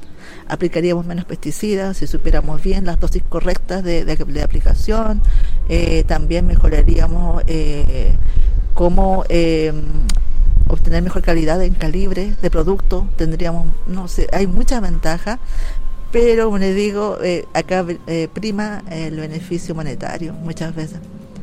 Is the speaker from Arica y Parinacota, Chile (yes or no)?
yes; Arica, Arica y Parinacota, Chile; soy ariqueña, nacida y criada en Arica, de padres bolivianos. Para mí siempre ha estado marcado en las tradiciones de la cultura de mis padres, porque ellos son aymaras.